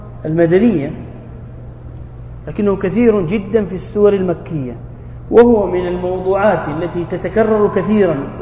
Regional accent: Jeddah, Makkah Province, Saudi Arabia; أذكر أننا زرعنا في الحديقة عندنا في جدة ونحن صغار شجرة رمان

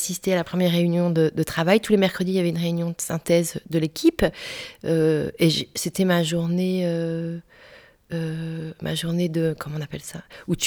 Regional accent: Brest, Brittany, France; now in Belgium; Je suis bretonne, de Brest. Donc je suis une vraie bretonne du fin fond de la Bretagne, du Finistère.

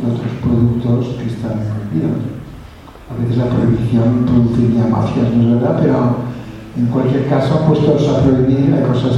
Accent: Catalonia, Spain; first language Catalan; Spanish is a second language; yo soy indígena catalán porque hablo catalán, de lengua materna

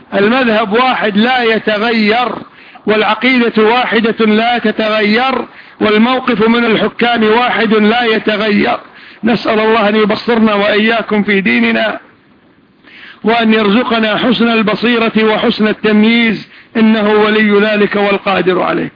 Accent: Kuwait; حتى عندنا في الكويت

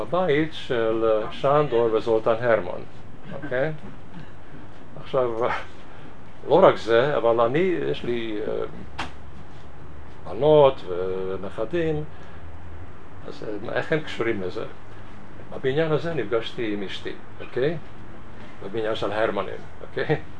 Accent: Budapest, Hungary; moved away; המשפחה שלי, אבא ואמא ואחותי, ברחנו מבודפשט, אני נולדתי שם, גרתי שם, רק אמא שלי מבוינהד. אנחנו הגענו לניו יורק

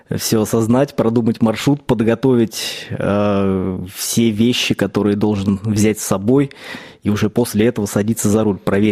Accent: Palekh, Ivanovo Oblast, Russia; Я сам родился в Палихе.

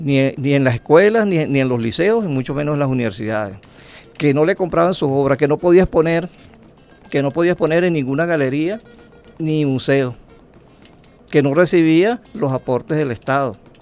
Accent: Venezuela; lo que nos hacen ser como somos, venezolanos, echa para adelante

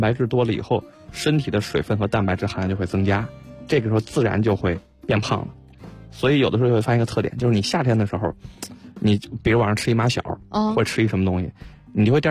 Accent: Beijing, China; 很多时候你看咱们北京人喜欢吃凉面，对吧？

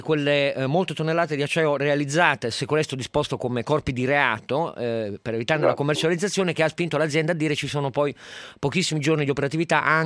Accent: Piedmont, Italy; Io ricordo che da piemontese

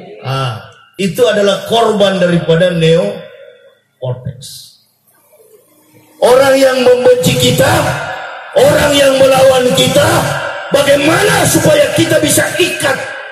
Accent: Manado, North Sulawesi, Indonesia; sampai ke kampung saya di Sulawesi, Manado.

